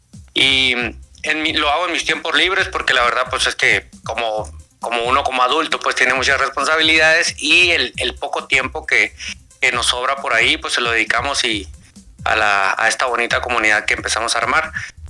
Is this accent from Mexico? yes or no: yes; northern Mexico, Mexico; yo soy del norte de México. Ya tengo mis años, ya tengo una edad bastante avanzada, o sea, estamos hablando de 37 años.